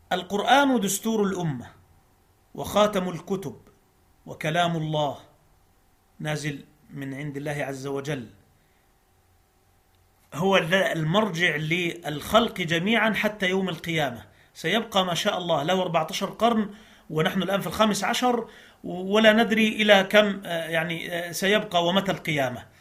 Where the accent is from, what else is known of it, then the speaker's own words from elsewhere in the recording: Egypt; عندنا في مصر كان برنامج زمان